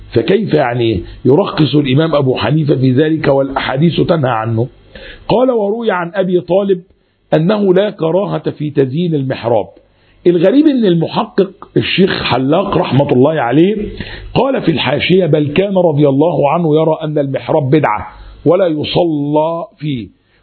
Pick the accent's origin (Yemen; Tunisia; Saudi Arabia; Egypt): Egypt; حتى لما تيجي الكلام ده موجود عندنا في مصر عن كثير من البلدان الأخرى